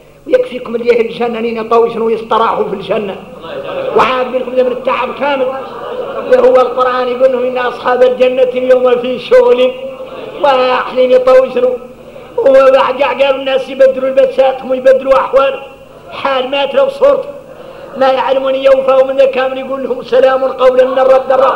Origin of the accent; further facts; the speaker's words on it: Mauritania; احنا موريتاني نين